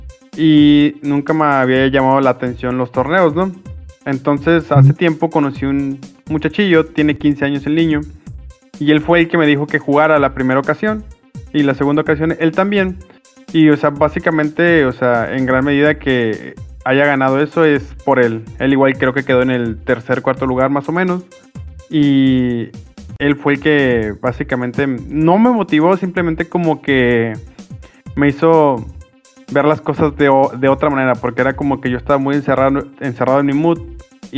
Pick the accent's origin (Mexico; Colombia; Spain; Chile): Mexico; Guadalajara, Jalisco; now in Mazatlán, Mexico; principalmente yo soy de Guadalajara, pero actualmente vivo en Mazatlán. Y tengo 29 años.